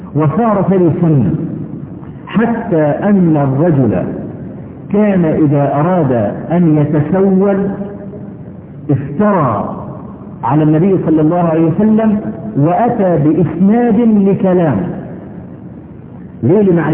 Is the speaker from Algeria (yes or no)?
no; Egypt; عندنا في مصر